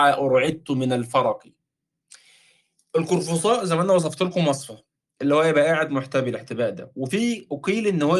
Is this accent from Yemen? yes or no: no; Egypt; زي ما يسموه بقى عندنا في مصر، بنسميه شال يعني.